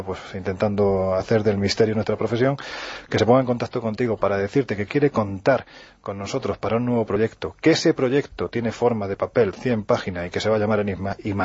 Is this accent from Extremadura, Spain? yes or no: no; Jaén, Andalusia, Spain; cuando me pongo delante de un micrófono casi un resorte en mi cabeza hace que me quite mi acento, yo soy de Jaén. Y en Jaén, evidentemente, cuando yo tenía apenas mis 12 añitos